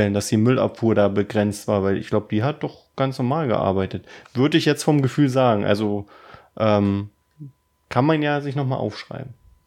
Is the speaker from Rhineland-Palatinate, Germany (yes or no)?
no; Berlin, Germany; Wir kommen ja aus Berlin. Wir wohnen in Berlin. Wir leben in Berlin.